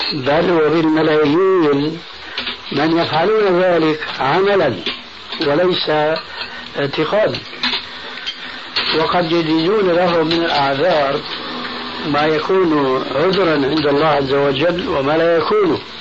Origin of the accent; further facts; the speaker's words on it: Syria; كما يقولون عندنا في سوريا هاتي لك وامشي